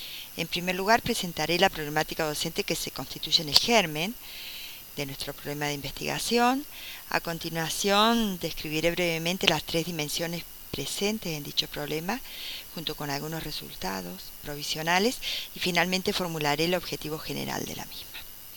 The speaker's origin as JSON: {"language": "Spanish", "town": "Río Cuarto", "region": "Córdoba", "country": "Argentina", "said": "de Argentina, de la ciudad de Río Cuarto."}